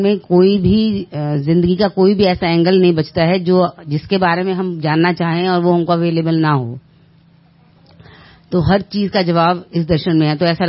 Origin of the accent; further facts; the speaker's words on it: Delhi, India; मैं दिल्ली से हूँ।